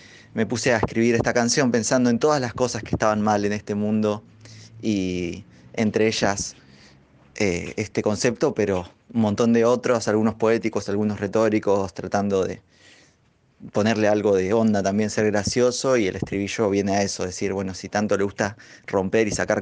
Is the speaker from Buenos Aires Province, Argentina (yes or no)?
no; Chubut, Argentina; born there; en la provincia donde nací, en Chubut